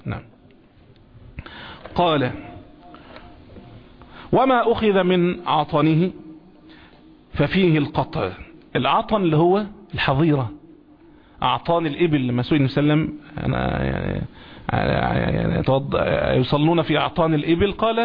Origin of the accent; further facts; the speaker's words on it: Egypt; زي ما المثل المشاع عندنا هنا كمصريين يقولوا